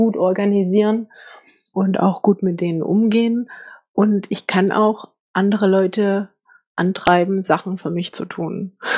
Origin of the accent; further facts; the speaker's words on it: Saxony, Germany; ich komme aus dem Erzgebirge, ich bin dort geboren und aufgewachsen. Ich habe dann Aue Abitur gemacht, also richtige Sächsin.